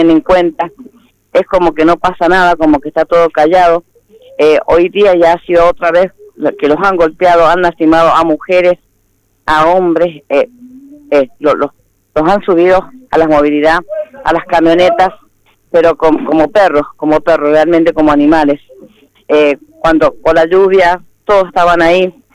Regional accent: Mendoza, Argentina; somos todos de Mendoza.

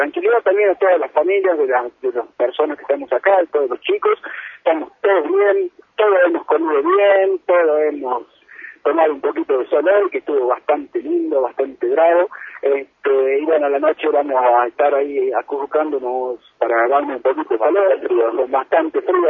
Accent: Andalgalá, Catamarca, Argentina; la gente de mi pueblo, de Andalgalá

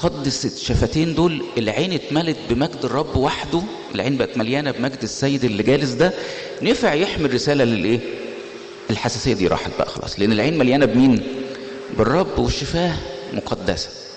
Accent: Egypt; احنا في النهاية كل واحد فينا شايل هويته في جيبه انه مصر، فبيبقى في حساسية شوية لما الواحد يبقى مصري

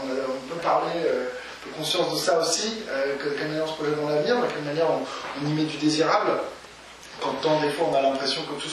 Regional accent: France; pour nous en tant que Français

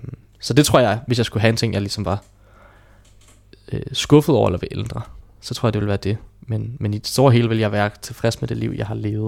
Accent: Hvidovre, Capital Region of Denmark, Denmark; Jeg voksede op i det hvide Hvidovre og levede et trygt liv med en sorgfri barndom

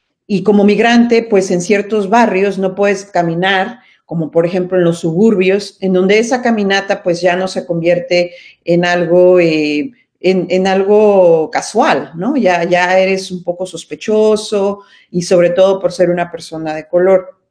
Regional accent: Mexico City, Mexico; en la Ciudad de México, por ejemplo, de donde yo vengo

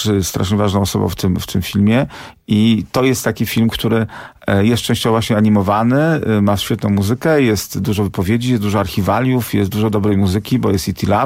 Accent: Warsaw, Masovian Voivodeship, Poland; ja wychowałem się obok kina WZ. Mieszkałem tam od dziecka

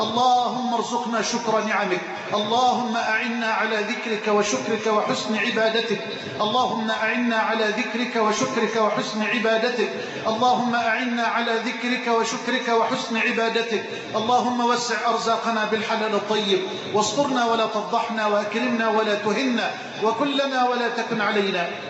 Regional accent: Egypt; اللهم اجعل بلدنا مصر أمنا أمانا، سخاء رخاء

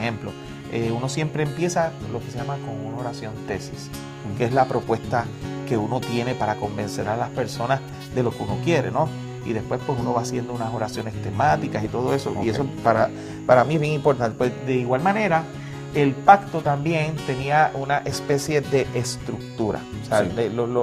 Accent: Puerto Rico; Venimos desde la isla del Encanto, Puerto Rico, y queremos darte un saludo

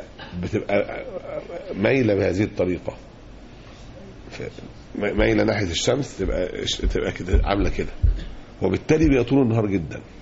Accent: Egypt; عندنا في مصر اتعملت لجنة

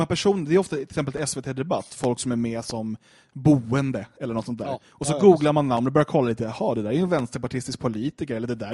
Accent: Skogås, Stockholm County, Sweden; Jag minns från när jag växte upp i Skogås

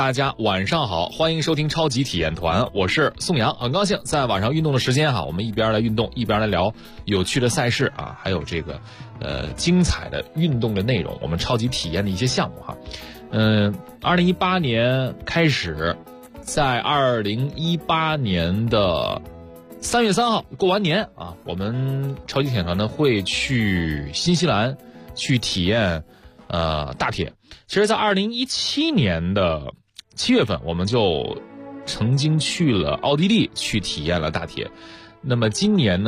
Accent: Dalian, Liaoning, China; 我都是大连人。

